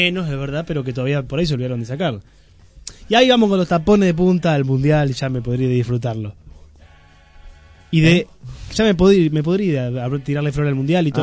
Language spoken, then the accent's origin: Spanish; Argentina; ahí somos todos argentinos y nos confundimos todos y somos todos lo mismo